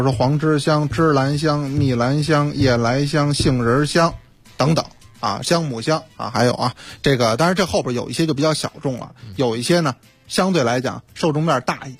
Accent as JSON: {"language": "Chinese", "region": "Beijing", "country": "China", "accent": "Beijing", "said": "咱们北京话说那东西熏脑仁儿"}